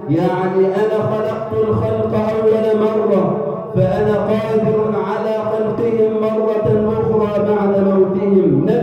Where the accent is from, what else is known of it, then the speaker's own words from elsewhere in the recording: Egypt; اللهم اجعل بلدنا مصر أمنا أمانا